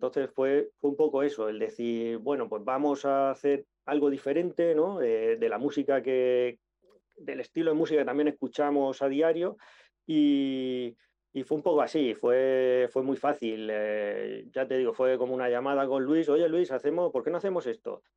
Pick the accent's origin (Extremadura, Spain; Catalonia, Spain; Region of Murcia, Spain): Region of Murcia, Spain; Murcia; dos de nosotros somos de Murcia y Miguel de Elche.